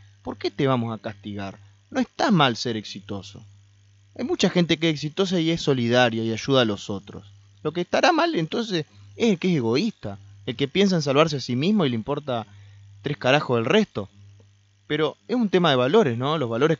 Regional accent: Argentina; ¿Qué necesitamos como argentinos para transformarnos?

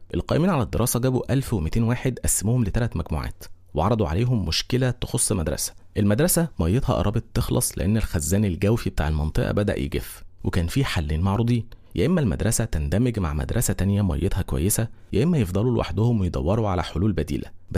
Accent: Egypt; وطبعا احنا مصريين لو قلنا ما نعرفش نتحرق.

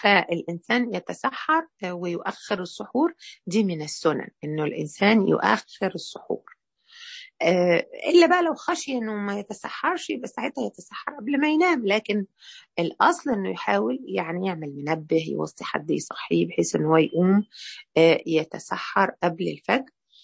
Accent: Egypt; الفطر اللي احنا مصريين يقول لك يجرح صيامه

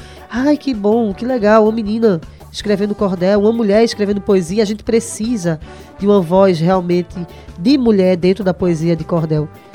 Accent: Recife, Pernambuco, Brazil

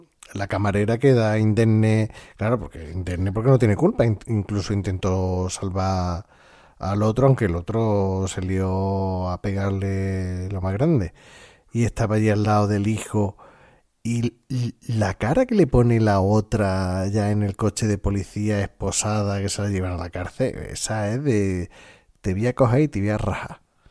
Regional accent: Málaga, Andalusia, Spain; yo soy malagueño, pero parece que no soy malagueño con el tema de los cafés.

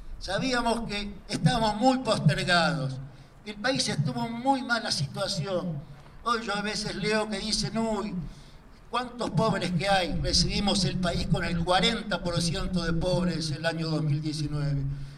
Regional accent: Buenos Aires, Argentina; Yo soy bonaerense, la mayoría de ustedes son cordobeses

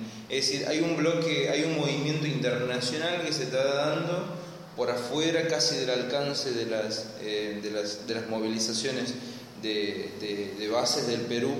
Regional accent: Argentina; nosotros como jóvenes argentinos queremos saber para dónde están avanzando

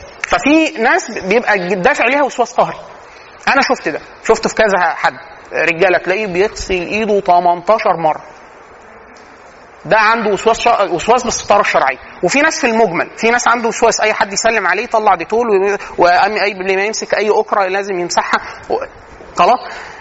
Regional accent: Egypt; ودي من العادات السيئه عندنا فينا كمصريين

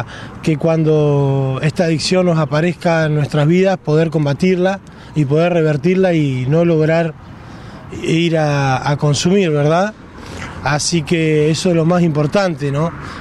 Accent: Cipolletti, Río Negro, Argentina; soy de Cipolletti, tengo 36 años, tengo 2 hijos

